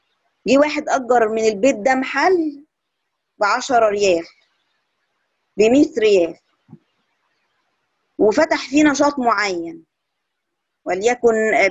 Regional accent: Egypt; هنلاقي إنها انتشرت جدا عندنا في مصر

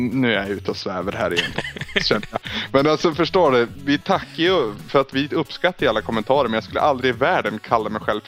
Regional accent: Norrland, Sweden; jag har svårt att ta cred för att jag är en kille från Norrland liksom.

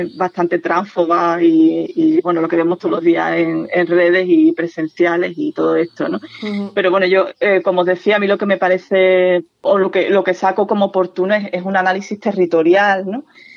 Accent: Andalusia, Spain; Y yo soy andaluza

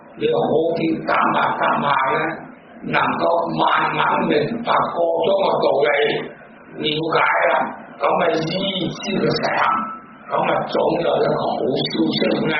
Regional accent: Hong Kong; 我哋香港人咧，我都听过好多系要揾人家做事，得有咩着数先？

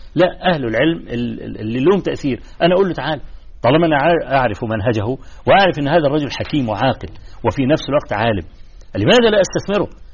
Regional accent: Egypt; في مثل عندنا في مصر

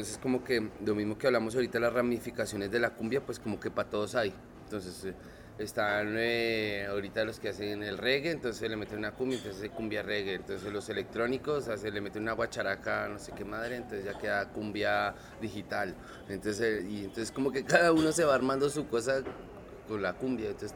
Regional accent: Colombia; Y a eso pues se le suma pues lo que es uno como colombiano

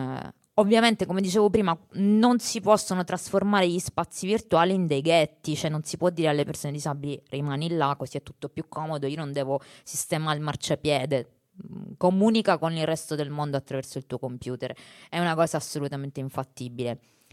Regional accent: Sicily, Italy; Io vengo dalla Sicilia

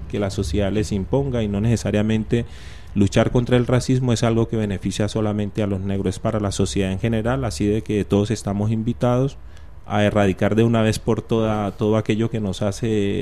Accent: Colombia; yo vengo de Colombia y en Colombia está muy bien dividido quiénes van a los supermercados del norte y quiénes van al

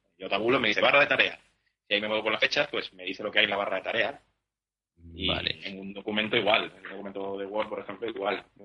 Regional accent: Badajoz, Extremadura, Spain; now in Seville, Spain; No, la verdad que soy de Badajoz.

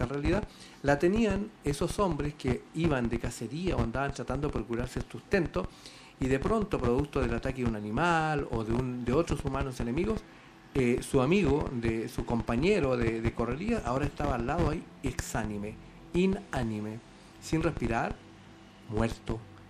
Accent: Valdivia, Los Ríos, Chile; En Valdivia, donde yo vivía, donde yo me crié y de donde vengo llegando hace unos pocos días

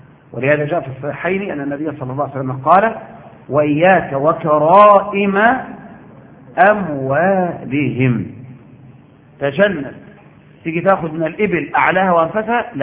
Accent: Egypt; ولم يجعلها عندنا في مصر

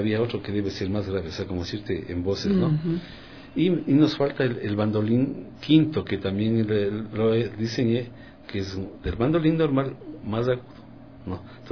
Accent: Quito, Pichincha, Ecuador; porque yo soy quiteño y sé yo, está aquí en Quito.

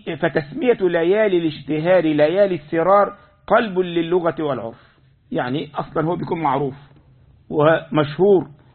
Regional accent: Egypt; يعني عندنا في مصر الناس يسمون

